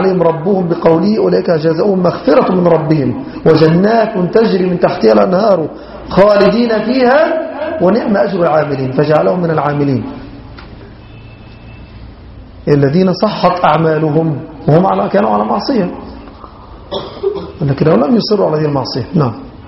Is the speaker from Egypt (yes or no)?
yes; Egypt; ممن كان يعرف بالسنة في بلادنا مصر